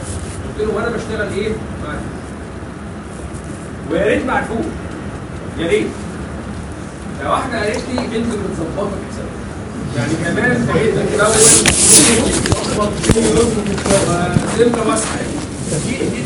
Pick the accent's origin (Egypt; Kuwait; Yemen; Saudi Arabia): Egypt; عندنا في مصر مشكله جامده جدا في الثقافه عامه